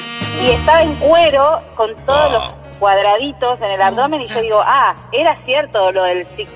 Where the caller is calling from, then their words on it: Mar del Plata, Buenos Aires Province, Argentina; De De Mar del Plata, pero vivo hace años en Parque Chacabuco.